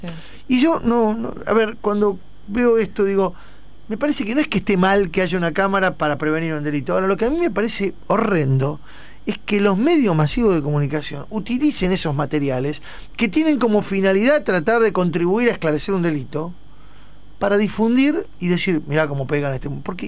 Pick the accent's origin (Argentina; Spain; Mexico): Argentina; Buenos Aires; Yo soy de Flores, del barrio de Flores.